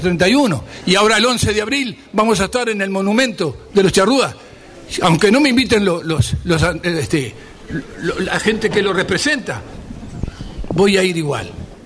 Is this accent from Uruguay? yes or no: yes; Uruguay; porque soy un oriental que traté de darle la mano al que pude